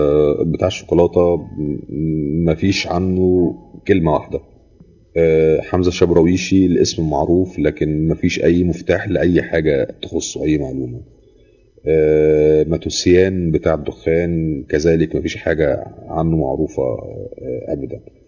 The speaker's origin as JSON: {"language": "Arabic", "country": "Egypt", "said": "حاجه تفصيله في حياتي كمصري وجزء من شخصيتي"}